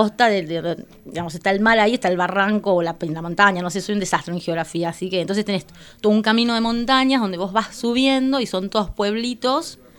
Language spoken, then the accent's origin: Spanish; Mérida, Venezuela; Sí. De la ciudad de Mérida.